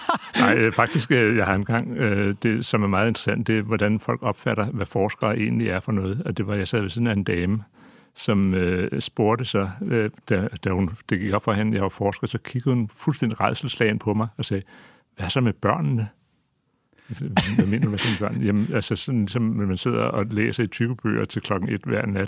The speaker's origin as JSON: {"language": "Danish", "country": "Greenland", "tie": "born or raised there", "said": "Jeg er også vokset op, kan man sige, til en vis grad i sådan en grønlandsk kontekst"}